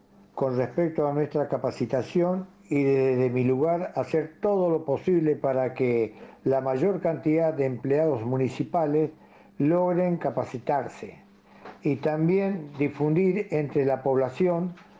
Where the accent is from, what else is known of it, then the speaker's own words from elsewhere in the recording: Corrientes, Argentina; Bueno, como ya dije, me crié en Corrientes.